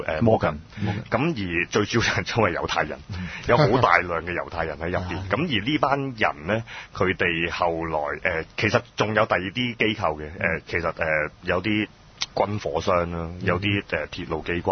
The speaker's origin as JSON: {"language": "Cantonese", "country": "China", "said": "我哋中國人冇咁嘅書嘅"}